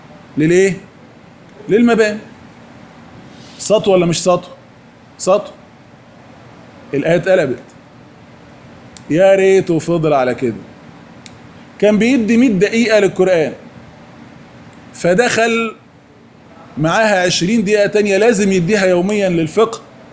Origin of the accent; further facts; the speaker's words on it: Egypt; الحمد لله تقريبا على عمر 15 سنة كده ما يعادل الأولى ثانوي عندنا في مصر